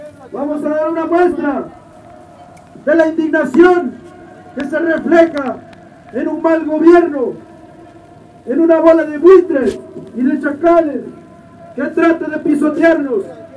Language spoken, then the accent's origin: Spanish; Mexico; queremos decirles que como mexicanos, hijos del maíz y de la lluvia